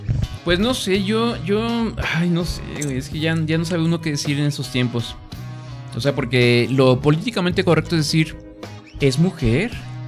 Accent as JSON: {"language": "Spanish", "region": "Guanajuato", "country": "Mexico", "said": "Somos de Guanajuato, ¿no? Ni siquiera somos de León, somos de Guanajuato."}